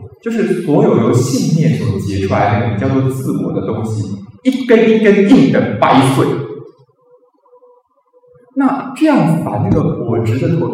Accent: China; 所以我们中国人麻黄呢

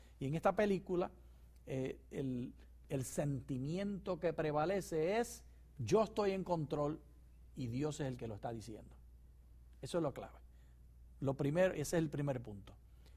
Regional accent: Puerto Rico; Como puertorriqueño tengo que decir ¡ay, bendito!

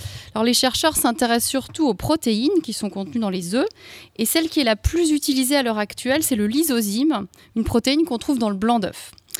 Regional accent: Grand Est, France; Fallait que je le dise parce que je viens d'Alsace

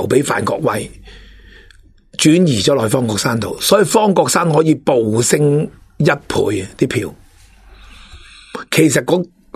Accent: Hong Kong; 我哋香港人已经跟咗大陆噶啦

